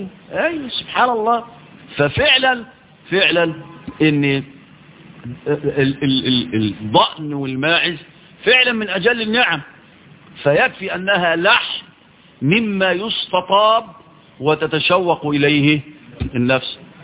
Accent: Egypt; عندنا في مصر

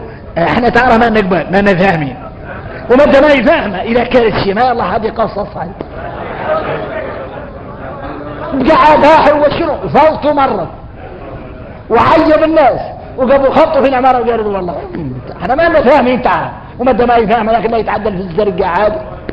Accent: Mauritania; احنا ارك موريتاني

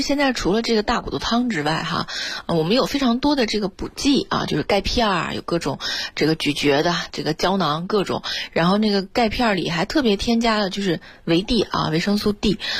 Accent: Xinjiang, China; 因为我是新疆人啊，我从小特别喜欢滑雪

